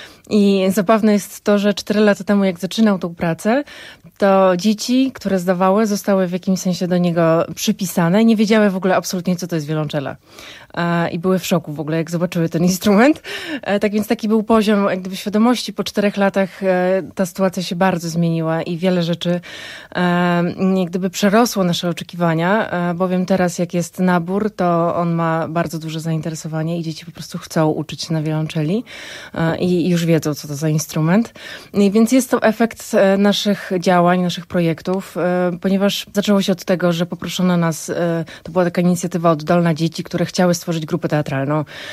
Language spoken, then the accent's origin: Polish; Warsaw, Masovian Voivodeship, Poland; now in Brodnica, Poland; Przeprowadziliśmy się w okolice Brodnicy 5 lat temu, ja z Warszawy